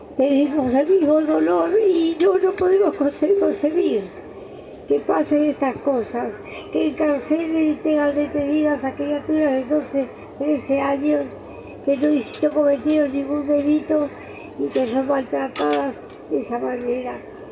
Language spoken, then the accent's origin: Spanish; Argentina; Nosotros somos los argentinos candidatos a soportar un gobierno fascista.